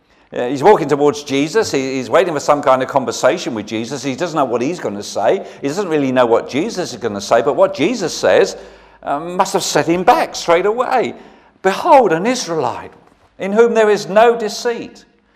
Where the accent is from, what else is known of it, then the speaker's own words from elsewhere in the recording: London, United Kingdom; now in Brighton, United Kingdom; I was brought up in South London